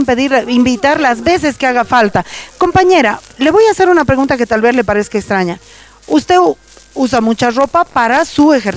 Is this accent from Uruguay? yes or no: no; Bolivia; yo no soy diputada, nada, pero yo soy boliviana